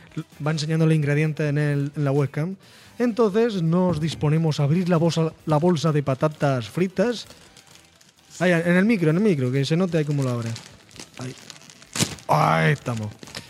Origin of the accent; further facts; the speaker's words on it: Region of Murcia, Spain; que no se diga que somos Racanal los murcianos.